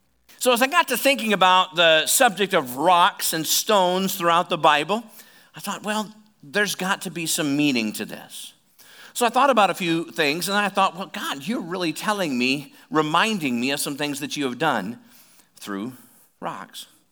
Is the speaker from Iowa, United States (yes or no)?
yes; Oskaloosa, Iowa, United States; I'm from Oskaloosa.